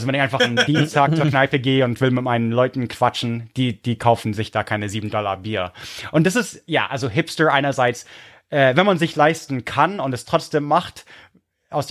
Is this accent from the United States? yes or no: no; Munich, Bavaria, Germany; also born or lived in Prague, Czech Republic; Ihr seid als Münchner Snob aufgewachsen, dann nochmal 10 Jahre Prag.